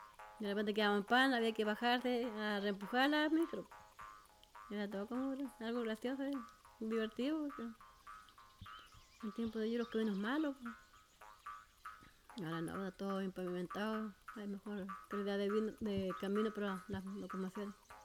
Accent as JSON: {"language": "Spanish", "town": "Bonifacio", "region": "Los Ríos", "country": "Chile", "tie": "born or raised there", "said": "tengo 49 años. Yo nací en Bonifacio, me crié con mi abuelita, ya me crié con mi abuela, mis primos, mi hermano y tío. Allá fue, ahí está mi raíz."}